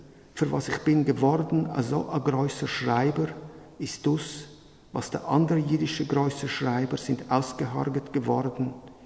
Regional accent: Switzerland; accent: Swiss; now in Berlin, Germany; Ich bin, wie Herr Haber gesagt hat, ein Berliner. Ich komme aus Berlin. Wie Sie an meiner Sprache hören, bin ich dort nicht geboren. Ich bin ein eindeutiger, von der Dialekt her ein Schweizer.

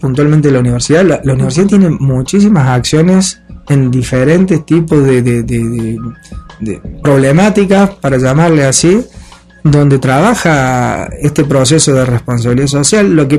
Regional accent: Córdoba, Argentina; now in Europe; aunque yo soy argentino, como se escucha un poquito el acento, soy cordobés, pero ya hace muchos años que estoy en Europa trabajando en estas temáticas.

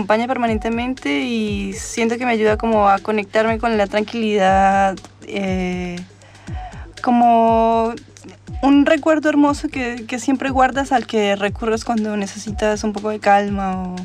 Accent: Colombia; born there; Me siento latinoamericana, nací en Colombia.

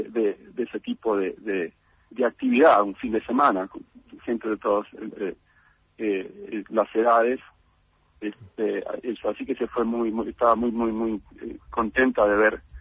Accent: Buenos Aires, Argentina; also born or lived in Villa Regina; yo crecí, nací en Villa Regina, Río Negro, crecí en Buenos Aires, soy bien porteño en ese sentido.

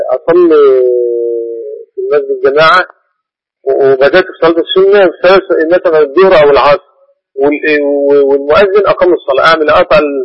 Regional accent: Egypt

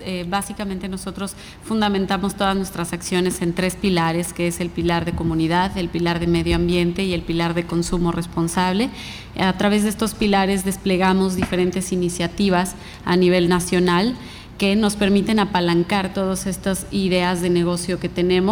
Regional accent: Mexico; Pero yo soy orgullosamente mexicana.

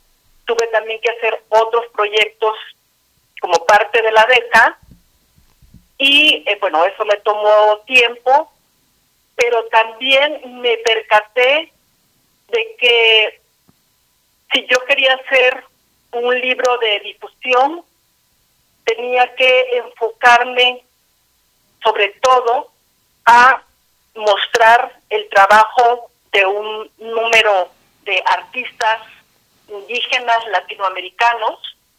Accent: Guatemala; born there; soy guatemalteca de nacimiento, que nací en el contexto de una guerra civil que duró 36 años

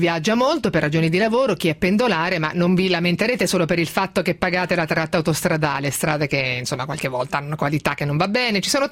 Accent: Ancona, Marche, Italy; Io sono di Ancona, la mia famiglia è di Ancona, vado a casa una volta al mese.

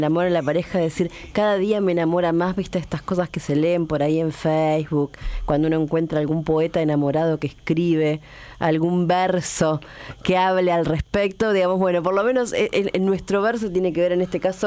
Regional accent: La Plata, Buenos Aires Province, Argentina; Nosotros que somos de La Plata, fue un día típicamente platense

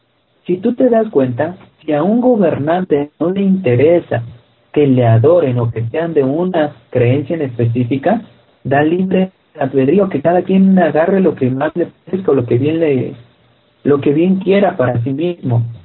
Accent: Mexico; Todo ese tipo de cosas ni siquiera nos pertenecían a nosotros como mexicanos.

